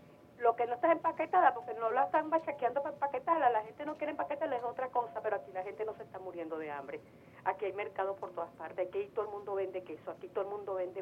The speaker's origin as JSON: {"language": "Spanish", "country": "Venezuela", "said": "Pero como soy venezolana"}